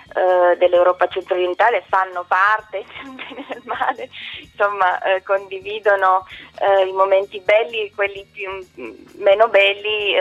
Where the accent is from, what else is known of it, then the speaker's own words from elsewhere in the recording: Bucharest, Romania; now in Italy; sono rumena, sono nata a Bucarest, il mio percorso di vita mi ha portato in Italia